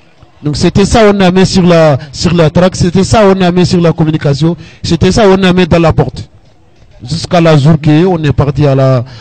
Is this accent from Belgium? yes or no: no; Mauritania; French is a second language; Moi je suis mauritanien